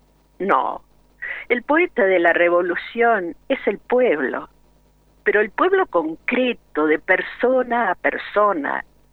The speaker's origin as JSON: {"language": "Spanish", "town": "Rosario", "region": "Santa Fe", "country": "Argentina", "said": "Ustedes saben que soy rosarina."}